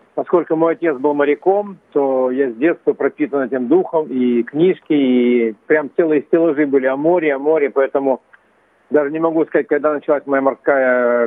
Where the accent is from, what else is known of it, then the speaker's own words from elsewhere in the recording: Bratsk, Irkutsk Oblast, Russia; born there; я родился в Братске, такой, в общем-то, совершенно сибирский город, но в Братске было море, искусственное хранилище.